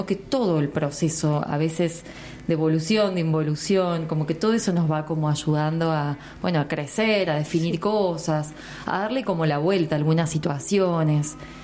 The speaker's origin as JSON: {"language": "Spanish", "town": "Villa Mercedes", "region": "San Luis", "country": "Argentina", "said": "yo soy de Villa Mercedes y veníamos así a pasar el día."}